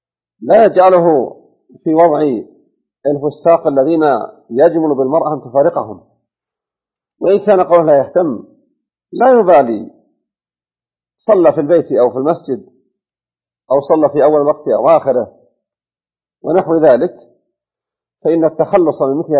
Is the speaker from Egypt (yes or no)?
no; Najd, Saudi Arabia; فإنه عندنا في نجد يختار له ليلة الجمعة من رمضان